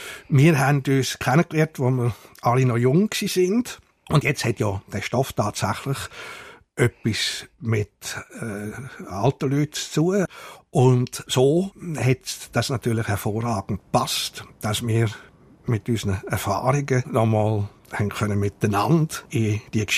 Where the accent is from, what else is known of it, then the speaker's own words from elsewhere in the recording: Switzerland; wir sind beide Schweizer